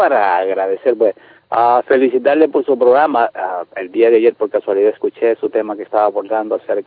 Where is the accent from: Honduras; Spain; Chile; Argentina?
Honduras; Yo soy teólogo católico, soy hondureño. He estudiado mucho lo de la Biblia, he estudiado en universidades en Europa.